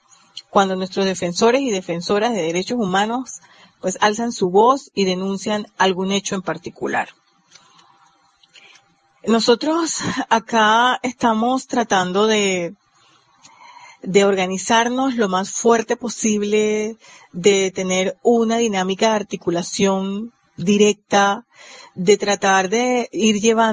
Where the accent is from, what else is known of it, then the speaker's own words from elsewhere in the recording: Panama; somos parte de la red de derechos humanos en nuestro país, acá en Panamá